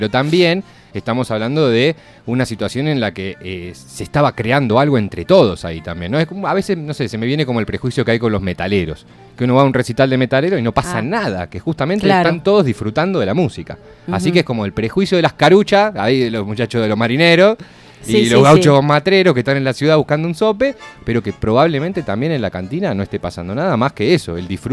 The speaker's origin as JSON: {"language": "Spanish", "country": "Argentina", "said": "por entender cómo somos los argentinos, qué somos los argentinos"}